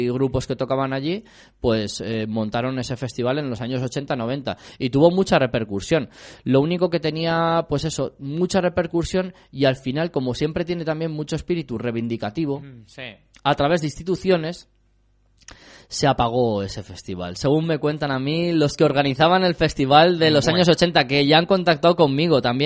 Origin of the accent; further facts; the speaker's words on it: Valencia, Valencian Community, Spain; now in Getafe, Spain; yo no soy de Getafe de toda la vida. O sea, yo vengo desde Valencia, llevo 10 años en Getafe.